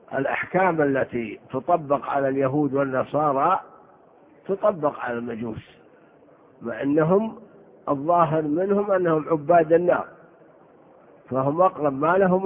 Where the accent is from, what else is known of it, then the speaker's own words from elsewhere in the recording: Saudi Arabia; دومة الجنة هذه بلاد في الجوف عندنا في الشمال